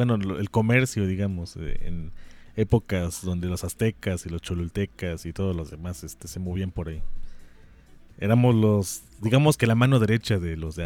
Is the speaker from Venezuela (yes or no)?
no; San Gregorio Zacapexpan, Puebla, Mexico; No, en serio, soy de San Gregorio Zacapexpan, que está allá rumbo al Popocatépetl.